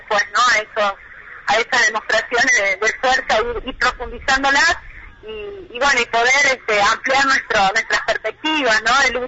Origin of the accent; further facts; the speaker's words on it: La Rioja, Argentina; todo el acompañamiento que hemos estado recibiendo como riojanos de todos los distintos puntos del país